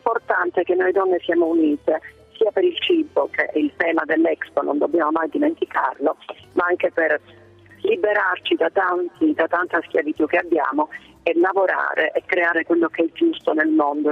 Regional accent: Sicily, Italy; io sono siciliana, la Sicilia è una terra di frontiera.

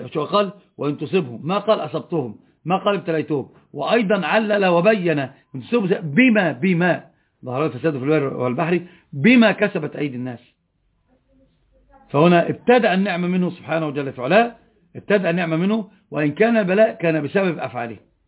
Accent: Upper Egypt, Egypt; أنا صعيدي، مشكلتي لطبعي ما أدري

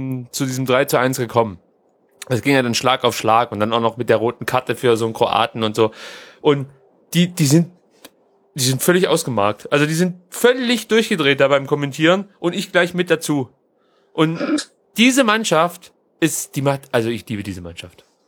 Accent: Mexico; Ich bin ja Mexikaner.

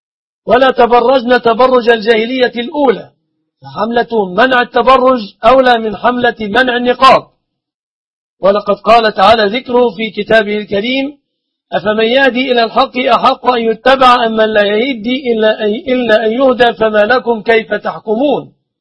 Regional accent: Egypt; أسأل الله سبحانه وتعالى أن يحفظ بلادنا مصر وبلاد

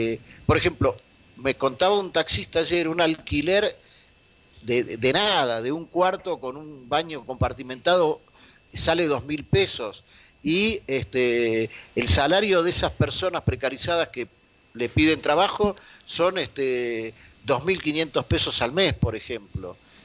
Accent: Argentina; cuando le decís que sos de Argentina

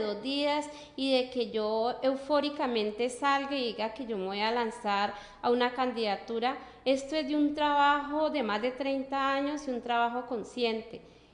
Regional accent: Cali, Valle del Cauca, Colombia; Yo nací en Cali, en el mismo barrio que vivo en la casa de mi mamá. Mi mamá, pues, sí es de Nariño, pero mis ancestros son de Cali. Tengo 3 hijos

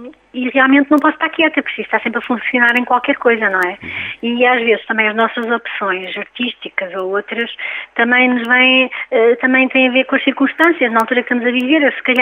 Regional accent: Portugal; Enquanto músicos portugueses, não é? E enquanto portugueses até.

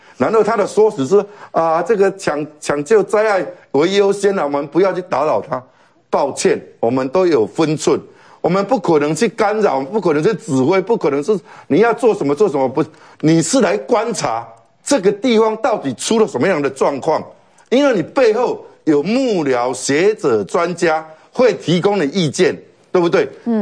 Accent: Taiwan; 那时候他派飞机去武汉把我们台湾人接回来

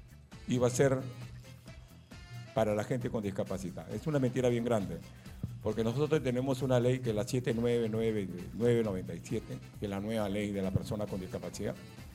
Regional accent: Lima, Peru; now in Callao, Peru; Yo no soy chalaco, yo soy de los barrios altos, pero tengo 45 años viviendo en el Callao.

